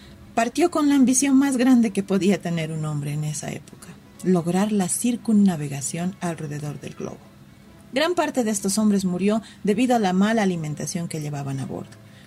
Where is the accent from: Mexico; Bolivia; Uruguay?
Bolivia; ya saben cómo somos los bolivianos, siempre atentos con nuestros invitados